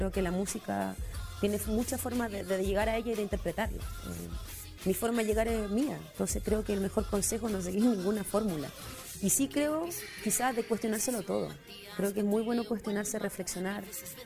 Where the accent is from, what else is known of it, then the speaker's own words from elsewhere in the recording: Chile; soy chilena, cantante, música. Como me tocó nacer fuera de Chile